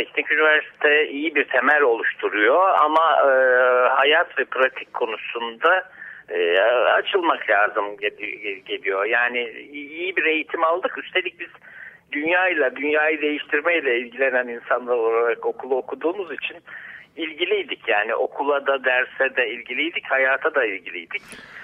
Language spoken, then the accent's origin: Turkish; Safranbolu, Karabük, Turkey; biraz uzaktan Amasra'dan bağlanıyoruz sana. Batı Karadeniz'de doğdum ben ama Safranbolu'nun bir köyünde doğdum. Safranbolu'yu Safranbolu yapan ahşap ve taş ustalarının Bulak köyünde büyüdüm.